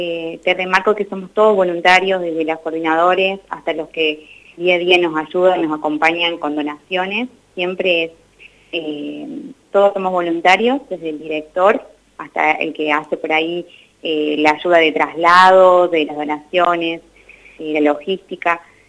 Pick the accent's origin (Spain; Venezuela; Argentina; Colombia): Argentina; Córdoba; moved away as an adult; now in Santa Rosa, Argentina; yo soy de Córdoba, así que me vine hace 3 años a vivir a La Pampa